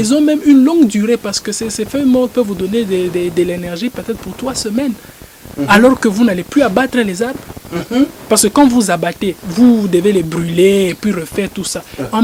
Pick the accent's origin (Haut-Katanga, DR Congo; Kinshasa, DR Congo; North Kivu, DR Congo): Haut-Katanga, DR Congo; Lubumbashi; rondes dans la ville de Lubumbashi où j'ai grandi.